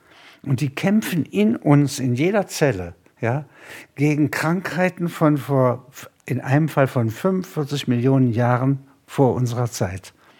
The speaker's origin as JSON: {"language": "German", "town": "Halberstadt", "region": "Saxony-Anhalt", "country": "Germany", "tie": "born or raised there", "said": "eine Backsteinstadt, wie meine Heimatstadt, zerstört wird, hier Zementbauten zerstört werden. Das ist viel wüstenähnlicher. Wir haben in Halberstadt weiße Fahnen gehängt."}